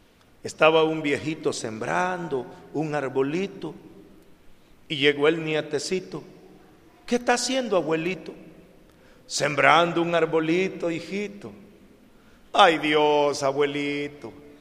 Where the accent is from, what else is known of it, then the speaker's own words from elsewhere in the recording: El Salvador; no solo en México, en mi país, en El Salvador, en donde son pueblos solo de mujeres y niños